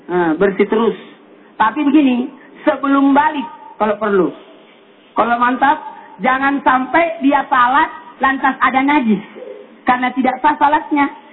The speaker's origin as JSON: {"language": "Indonesian", "region": "South Sulawesi", "country": "Indonesia", "said": "Ya, kalau daerah saya sih di Sulawesi Selatan namanya disunat."}